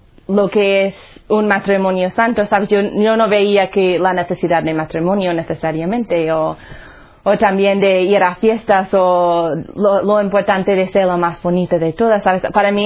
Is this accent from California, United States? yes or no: no; Colorado, United States; Spanish is a second language; Pues ya se va a notar cuando hablo. Soy de los Estados Unidos, un sitio se llama Colorado. Nosotros decimos Colorado, pero sí, ¿verdad? Entonces, yo nací en una familia, bueno, más o menos católica. Mi padre era protestante, no practicante.